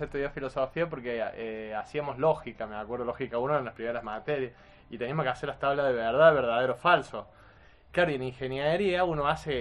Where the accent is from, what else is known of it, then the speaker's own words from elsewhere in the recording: Arroyito, Córdoba, Argentina; yo también crecí en Arcor, ¿no? Arcor es en Arroyito, que está Arcor, y es una ciudad netamente industrial.